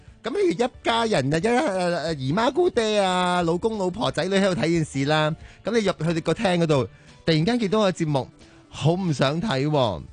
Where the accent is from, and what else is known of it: Hong Kong